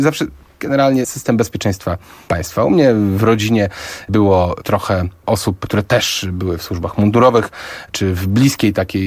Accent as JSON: {"language": "Polish", "town": "Gdynia", "region": "Pomeranian Voivodeship", "country": "Poland", "said": "pochodzę z Gdyni, tak, jestem związany."}